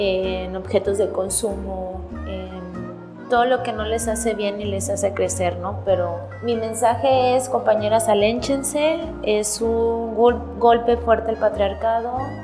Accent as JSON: {"language": "Spanish", "region": "Chiapas", "country": "Mexico", "said": "Soy del estado de Chiapas."}